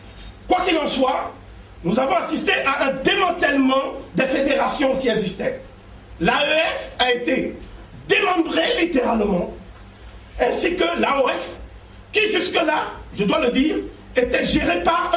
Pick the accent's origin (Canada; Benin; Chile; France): Benin; Je suis du Bénin, donc je parle en connaissance de cause.